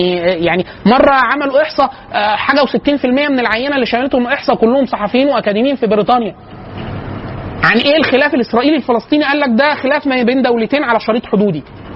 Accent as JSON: {"language": "Arabic", "country": "Egypt", "said": "فقلت له انا من مصر"}